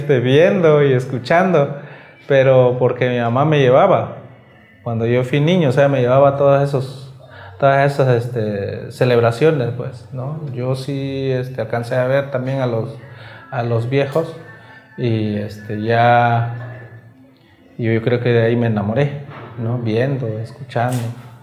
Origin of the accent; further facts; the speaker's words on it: San Juan Guichicovi, Oaxaca, Mexico; soy de Huichicobi, de San Juan Huichicobi para ser exacto, de aquí de pues la zona húmeda, aquí en la zona baja, de Los Mijes, de esta otra variante, ¿no?